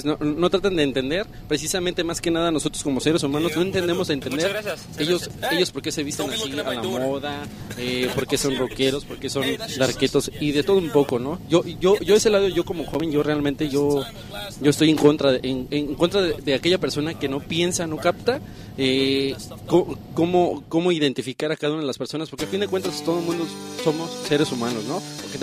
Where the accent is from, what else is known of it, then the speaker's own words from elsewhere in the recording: Mexico; a veces ya nosotros como mexicanos a veces ya pues vemos a una persona de pequeña edad